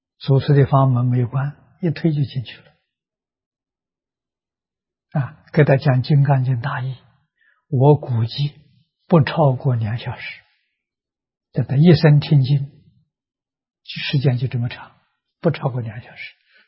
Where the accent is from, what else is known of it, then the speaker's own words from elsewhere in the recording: China; 我们中国人讲福报，福报包括在相好里头